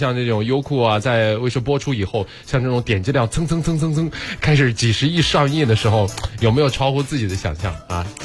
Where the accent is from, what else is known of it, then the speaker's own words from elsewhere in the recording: Qingdao, Shandong, China; 哎，我就是青岛人啊。哎，这世界，对对对，我也是青岛的。